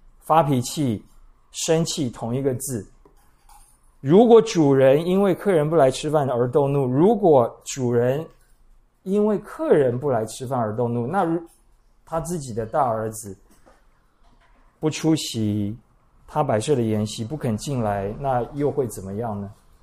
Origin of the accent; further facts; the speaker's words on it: Taiwan; 因为我们台湾人做父亲的没有什么原则，也没有什么尊严。